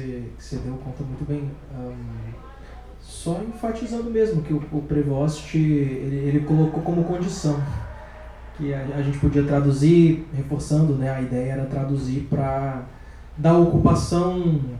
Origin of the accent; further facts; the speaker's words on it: Brazil; quando eu nasci, em 95, e ele queria muito que a gente colocasse de alguma maneira a nossa perspectiva enquanto brasileiros